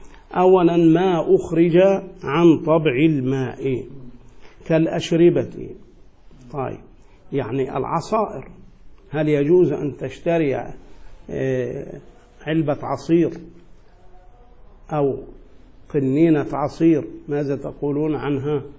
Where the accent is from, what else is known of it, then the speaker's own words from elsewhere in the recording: Egypt; وهذا مشهور جدا عندنا في مصر